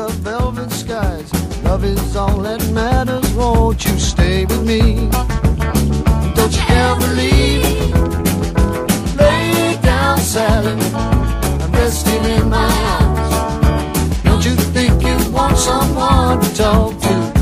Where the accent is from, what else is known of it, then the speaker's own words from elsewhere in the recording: Basque Country, Spain; y el mismo día que toco como vascos que soy